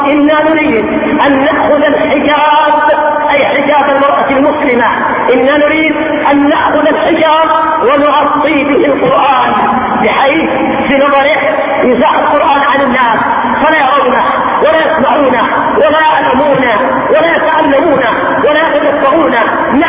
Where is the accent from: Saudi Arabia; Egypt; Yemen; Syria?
Yemen; عندنا في اليمن